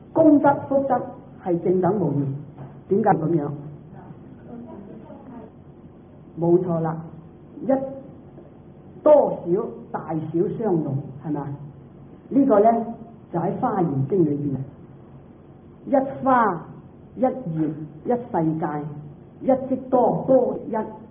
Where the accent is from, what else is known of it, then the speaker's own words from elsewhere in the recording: Guangdong, China; 唔係好似我哋廣東人講咧，講大話咧叫做